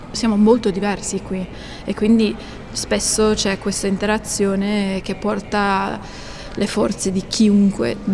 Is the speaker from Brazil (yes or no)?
no; United States; Sì, sono statunitense proprio in realtà.